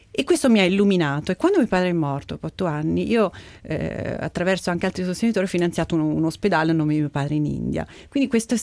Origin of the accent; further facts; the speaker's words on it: Todi, Umbria, Italy; Sono nata nel 66 in Umbria. E nata e cresciuta in un piccolissimo paesino, una frazione di Todi che si chiama Cecanibbi, 150 anime, come si suol dire, e i primi 5 anni della mia vita li ho passati lì